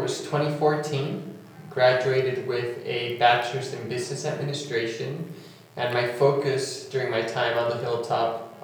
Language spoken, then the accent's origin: English; Tegucigalpa, Francisco Morazán, Honduras; also born or lived in Nicaragua; I'm originally from Nicaragua and Honduras. My parents are from Nicaragua. My father lives in Honduras, and I graduated high school in Tegucigalpa.